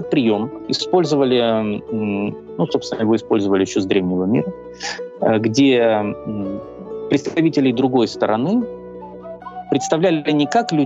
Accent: Ukraine; Я украинец, это моя идентичность.

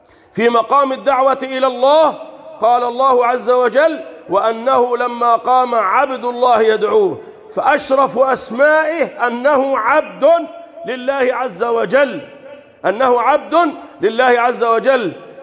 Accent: Egypt; اللهم احفظ بلدنا مصر

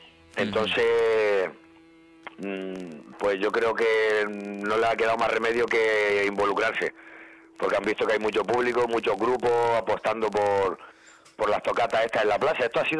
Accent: Canary Islands, Spain; Canarios somos, pero somos canarios de mala leche.

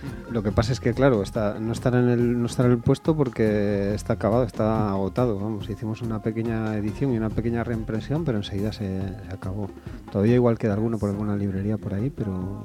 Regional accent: Santander, Cantabria, Spain; now in Cabezón, Spain; no sé, soy de Santander y ahora vivo en Cabezón.

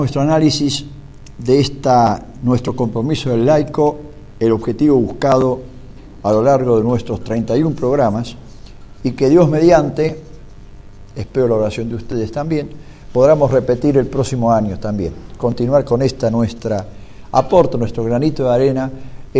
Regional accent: Argentina; Como argentino, como padre de familia católico

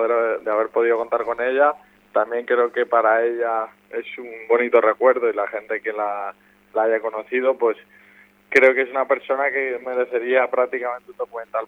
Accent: Valencian Community, Spain; al final yo soy valenciano

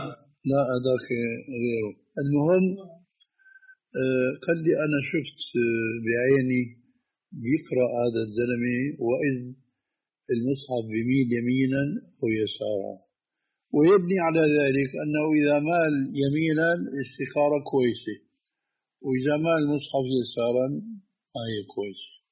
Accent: Damascus, Damascus Governorate, Syria; هذه كانت تستعمل عندنا في دمشق

